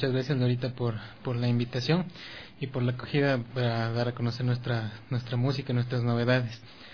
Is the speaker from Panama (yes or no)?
no; Ecuador; nuestra esencia como ecuatorianos, como músicos, como personas andinas